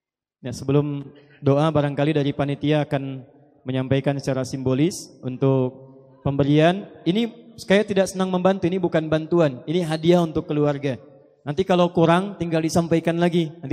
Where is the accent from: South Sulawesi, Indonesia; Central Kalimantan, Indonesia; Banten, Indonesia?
Banten, Indonesia; Pandeglang; born there; saya lahir juga di Pandeglang. Ibu saya dari Menes dan keluarga besar kami juga dari Menes.